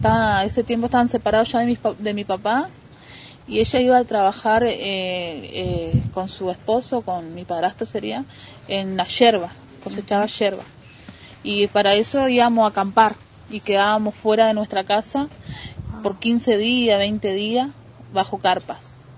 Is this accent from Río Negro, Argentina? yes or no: yes; Cipolletti, Río Negro, Argentina; now in El Bolsón, Argentina; tengo 36 años y bueno, vengo de Cipolletti ya hace 2 años, y desde el primer año que estuve acá en el Bolsón